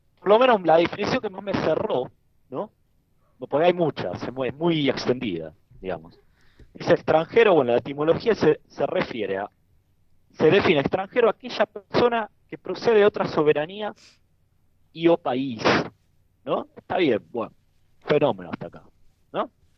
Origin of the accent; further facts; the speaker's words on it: Argentina; now in Germany; menciono que así aprendí a ser en mi tierra, Argentina, recibo comentarios como: bueno, pero ahora estás en Alemania.